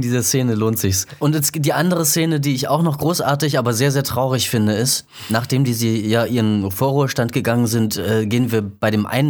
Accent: Leipzig, Saxony, Germany; ich bin halt in Leipzig aufgewachsen und dann ist man da irgendwie so ein bisschen rumgekommen

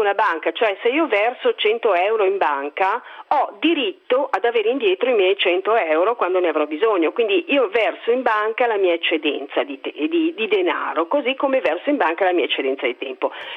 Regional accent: Bresso, Lombardy, Italy; Io sono di Bresso e a Bresso circa 10 anni fa si è cominciato a pensare di fare una banca del tempo.

